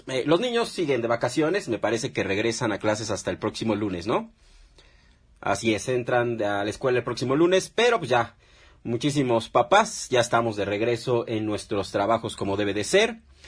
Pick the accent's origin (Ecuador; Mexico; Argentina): Mexico; el verdadero problema que estamos atravesando económicamente en la actualidad como mexicanos.